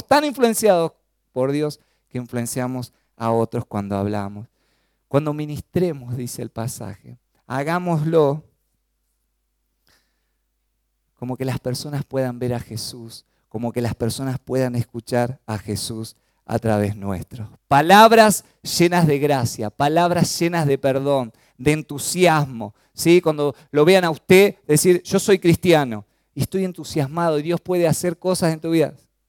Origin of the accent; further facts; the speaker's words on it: Chaco, Argentina; Yo soy del Chaco, ¿no? Siempre lo digo, y cuando voy allá, y se me pega un poquito el tonito de los chaqueños, ¿no?